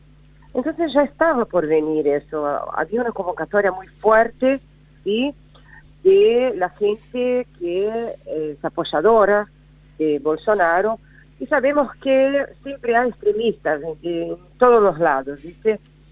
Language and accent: Spanish; Brazil; Spanish is a second language; now in Argentina; dice que ocurre en mi país. Y yo acá, viviendo en Argentina, me quedo siempre entre Brasil y Argentina